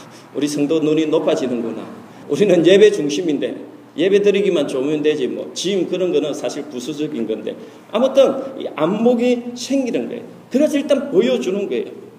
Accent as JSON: {"language": "Korean", "country": "South Korea", "said": "뭐 대한민국 사람으로서 약간의 자부심도 있기는 하지만"}